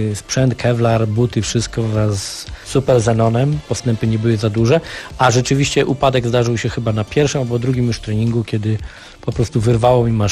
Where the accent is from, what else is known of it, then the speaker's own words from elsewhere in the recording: Silesian Voivodeship, Poland; now in Gdańsk, Poland; ja nigdy tutaj będąc w Gdańsku od 96 roku nie wstydziłem się swojego pochodzenia, że jestem Ślązakiem z krwi i kości, że we mnie płynie w 100% śląska krew.